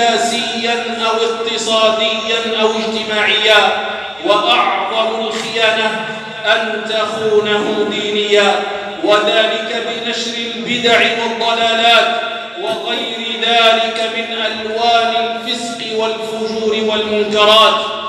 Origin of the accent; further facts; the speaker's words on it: Algeria; بلادنا الجزائر ولله الحمد بلادٌ إسلاميةٌ عربية